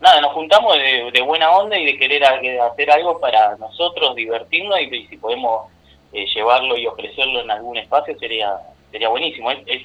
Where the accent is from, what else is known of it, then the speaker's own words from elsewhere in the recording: Buenos Aires, Argentina; Yo soy porteño, en Buenos Aires hay peña